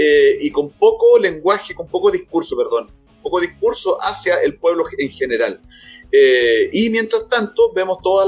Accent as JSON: {"language": "Spanish", "country": "Chile", "said": "simplemente me preocupa como un chileno más nomás"}